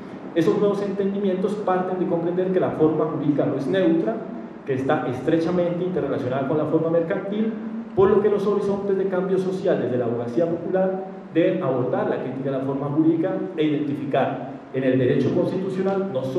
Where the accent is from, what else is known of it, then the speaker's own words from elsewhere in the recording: Colombia; O aquello que nos une como los colombianos sería la Carta Política del 91